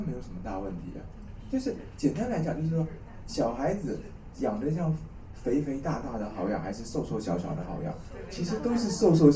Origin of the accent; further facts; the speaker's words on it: China; 那我们中国人的中医治牙痛是算牙齿的